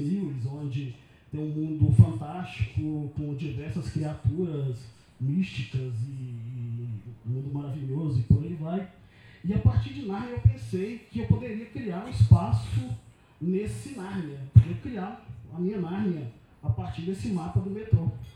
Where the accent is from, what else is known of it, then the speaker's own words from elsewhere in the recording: Belo Horizonte, Minas Gerais, Brazil; eu sou mineiro, Belo Horizonte